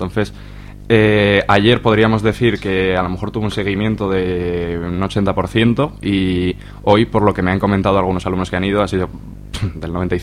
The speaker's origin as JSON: {"language": "Spanish", "town": "Zuera", "region": "Aragon", "country": "Spain", "said": "en el IES Gallicum de Zuera, que es de donde soy yo"}